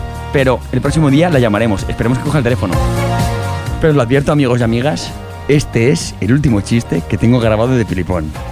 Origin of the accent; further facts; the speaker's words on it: Aragon, Spain; ¿Yo dónde voy a ser, hombre? ¡Maño, madre mía!